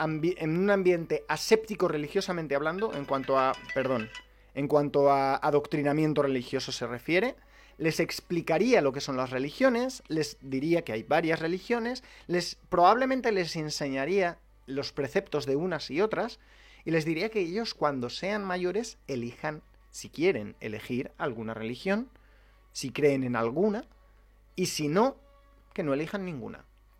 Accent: Spain; Soy español y me adscribo a ese artículo de la libertad de expresión.

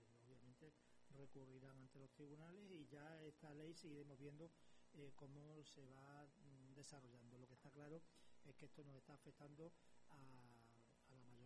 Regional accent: Extremadura, Spain; yo soy extremeño, ustedes lo saben, yo soy extremeño.

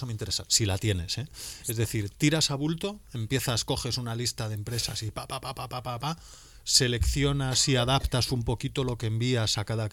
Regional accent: Vigo, Galicia, Spain; Yo también soy vigués, yo también veo territorios periféricos

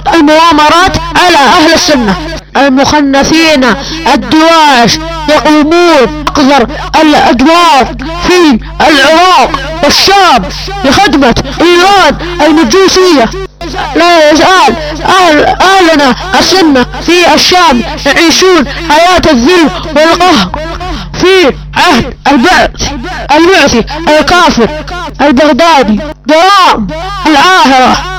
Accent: Saudi Arabia; وانا سعودي ولد الملك سلمان.

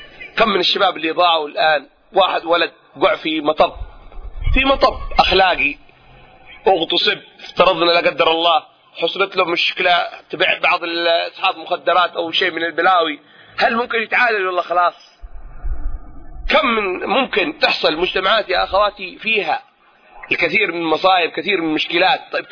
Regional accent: Mukalla, Hadhramaut, Yemen; born there; من مواليد المكلا حضرموت، الاصل من دوعن

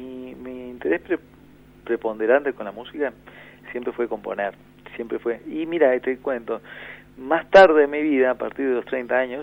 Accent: Montevideo, Uruguay; Y curiosamente, yo soy montevideano.

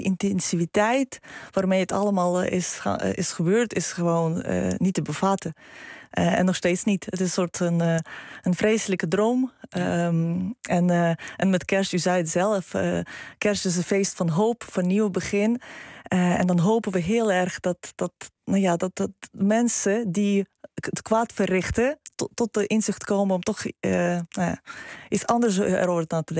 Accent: Lviv, Lviv Oblast, Ukraine; Dutch is a second language; now in Netherlands; En ik kom uit Lviv.

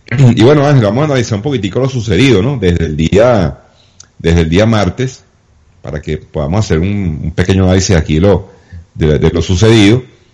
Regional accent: Venezuela; Yo, aunque ustedes no lo crean, siendo venezolano

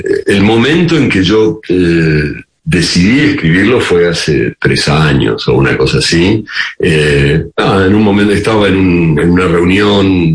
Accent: Argentina; also born or lived in France / Spain; yo soy argentino. Los argentinos somos bastante, o fuimos durante mucho tiempo, muy poco latinoamericanos. Yo además había vivido mucho fuera de aquí, en Francia, en España

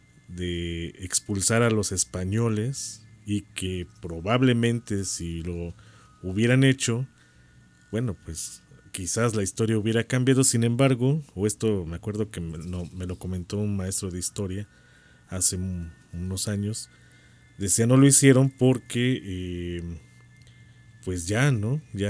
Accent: Cholula, Puebla, Mexico; yo puedo decir yo soy chorulteca, ¿no?

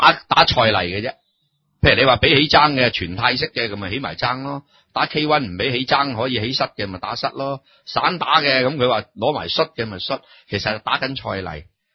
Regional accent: China; 因为我哋中国人咧，同人哋即系，所以我哋依家教学都系噶。

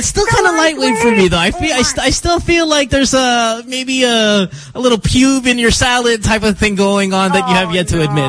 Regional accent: Philippines; And I'm not saying this because I'm Filipino, but when I tell people I'm Filipino

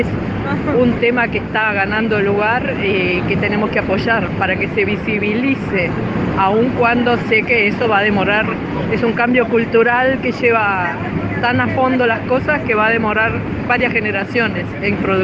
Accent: Uruguay; soy uruguaya

